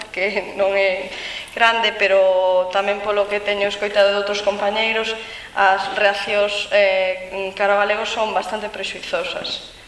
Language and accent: Galician; Galicia, Spain; son esquizofrenias que existen aquí entre nós galegos na nosa terra